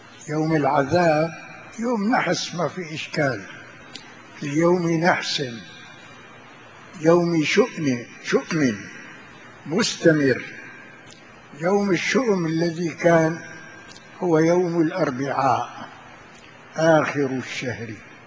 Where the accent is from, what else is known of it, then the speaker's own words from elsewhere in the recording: Sanaa, Amanat Al Asimah, Yemen; قلنا له نحن اولاد صنعاء